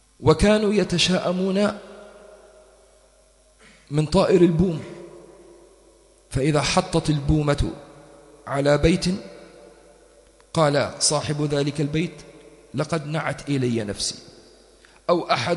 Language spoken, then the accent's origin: Arabic; Tripoli, Tripoli District, Libya; قلت له احنا طرابلسية لازم ناكل حوت أول يوم العيد